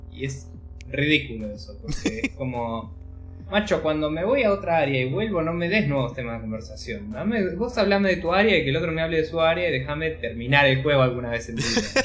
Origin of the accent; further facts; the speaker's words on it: Argentina; Siendo argentino, no, ningún store digital te lo proveía. Te decía que no estaba soportado en el país.